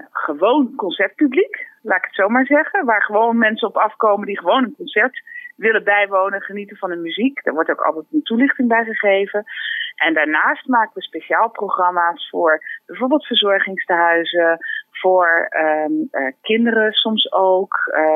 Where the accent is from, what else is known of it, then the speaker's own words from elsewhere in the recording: Rotterdam, South Holland, Netherlands; En zelf kom ik ook uit Rotterdam-Zuid en ben professioneel violiste.